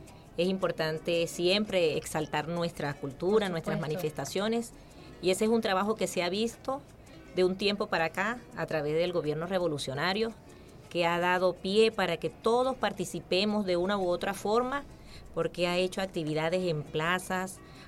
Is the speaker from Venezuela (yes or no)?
yes; Venezuela; entender lo que valemos como venezolanos